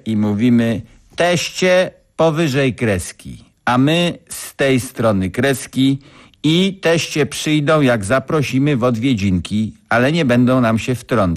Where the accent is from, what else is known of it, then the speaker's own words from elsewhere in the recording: Częstochowa, Silesian Voivodeship, Poland; now in Poznań, Poland; Ja przeniosłem się z Częstochowy do Poznania i zastanawiam się, w jaki sposób zdaniem pańskim wyrażać powinno się radość po poznańsku.